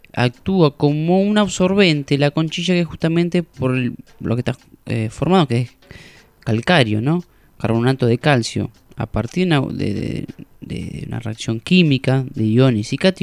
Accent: Casares, Buenos Aires Province, Argentina; en Casares, por ejemplo, de donde yo vengo, del oeste, la provincia de Buenos Aires

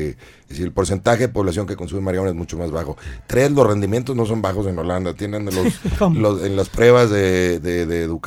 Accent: Mexico; pero como mexicanos hay que presionar a los políticos a nivel federal

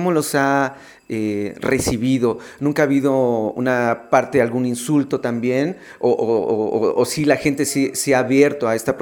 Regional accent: Mexico; como lo que somos los mexicanos?

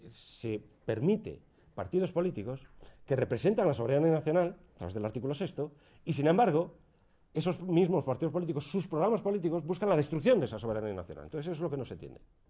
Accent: Vigo, Galicia, Spain; yo soy de Vigo y se estilaba mucho la patada al perro

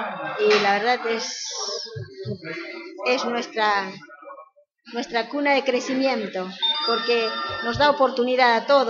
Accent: Uruguay; Yo soy, no voy a decir que soy uruguaya, pero parte de mi vida, yo vine muy jovencita. Entonces me crié acá, ¿no?

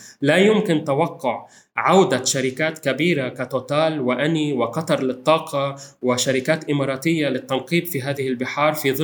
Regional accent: Lebanon; هذه السنة الثالثة التي نحن موعودون كلبنانيين باستجرار الغاز من مصر

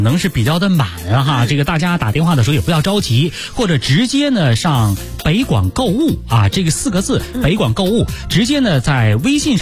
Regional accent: China; 为什么我们中国人哈千里之外哈万里之外，背的这个马桶盖回国

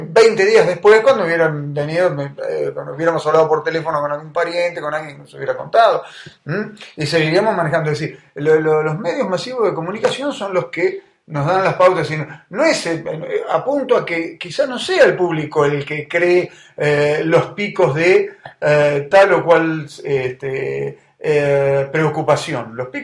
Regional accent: Necochea, Buenos Aires Province, Argentina; Cuando yo me crié en Necochea, en la ciudad donde vivo

